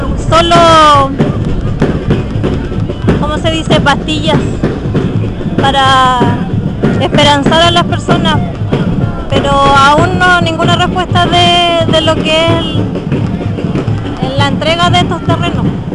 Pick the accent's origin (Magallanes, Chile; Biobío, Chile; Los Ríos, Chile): Biobío, Chile; Cauñicú; de Cauñicú. Por esta vez vengo en representación de Los Chenques, un sector que queda en Cauñicú.